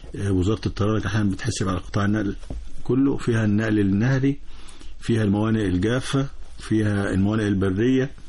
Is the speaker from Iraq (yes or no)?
no; Egypt; إحنا هنا أبناء مصر،